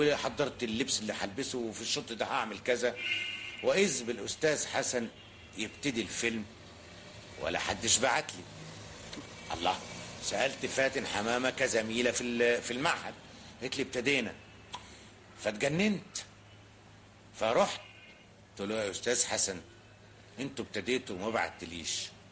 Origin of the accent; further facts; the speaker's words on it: Cairo, Cairo Governorate, Egypt; born there; انا من مواليد السيده زينب